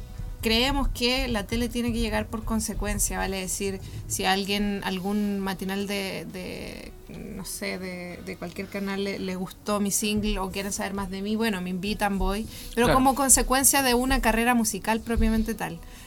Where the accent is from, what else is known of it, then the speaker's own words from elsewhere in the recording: Providencia, Santiago Metropolitan, Chile; Yo de Providencia.